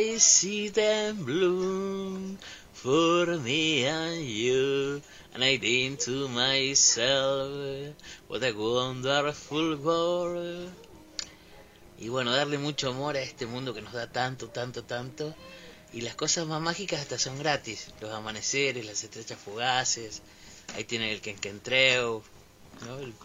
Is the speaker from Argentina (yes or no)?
yes; Patagonia, Argentina; Yo soy originario de Patagonia también.